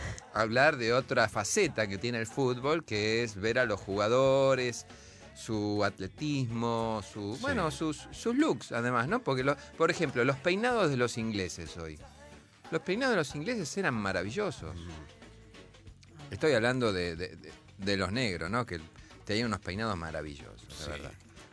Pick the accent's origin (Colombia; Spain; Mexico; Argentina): Argentina; Buenos Aires; Y soy porteño.